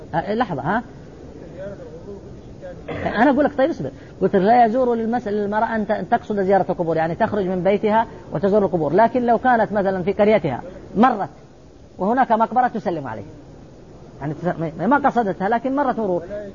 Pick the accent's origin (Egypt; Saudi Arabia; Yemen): Saudi Arabia; وقرض عليها المفتي عندنا في السعودية